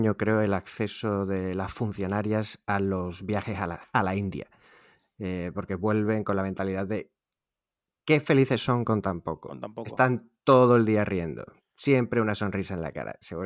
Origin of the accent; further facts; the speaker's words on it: Seville, Andalusia, Spain; Yo soy de Sevilla. En el caso sevillano.